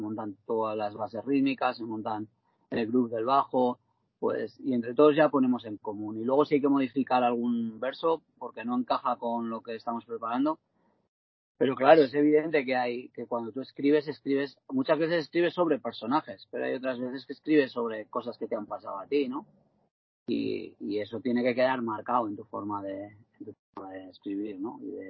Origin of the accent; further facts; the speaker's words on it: Teruel, Aragon, Spain; yo me siento súper querido en mi tierra, ¿sabes? Porque, a ver, primero yo llevo 25 años haciendo música en Teruel